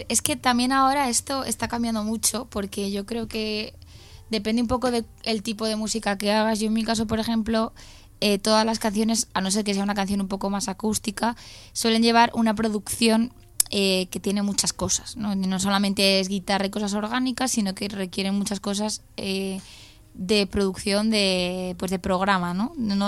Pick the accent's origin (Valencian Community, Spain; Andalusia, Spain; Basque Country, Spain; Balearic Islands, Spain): Valencian Community, Spain; Valencia; Valencia al final siempre es como mi tierra